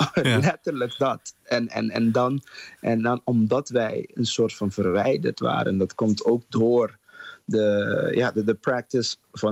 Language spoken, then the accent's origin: Dutch; Curaçao; Maar vanuit Curaçao, waar ik vandaan kom, hebben we dat ook.